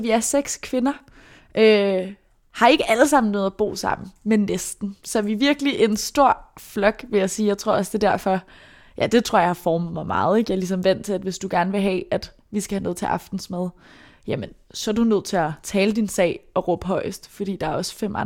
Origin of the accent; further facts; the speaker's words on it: Brøndby, Capital Region of Denmark, Denmark; Jeg er vokset op i Brøndby. Jeg blev født i år 2000.